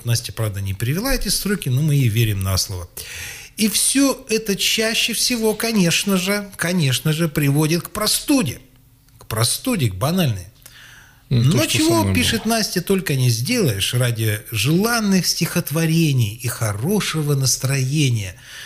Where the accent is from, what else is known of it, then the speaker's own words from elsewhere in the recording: Sakha Republic, Russia; Да, мои якуты. Это, я же якут.